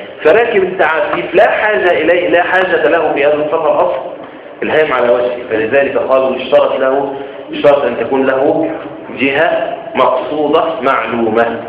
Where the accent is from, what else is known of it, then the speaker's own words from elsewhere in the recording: Egypt; عندنا في مصر ينفع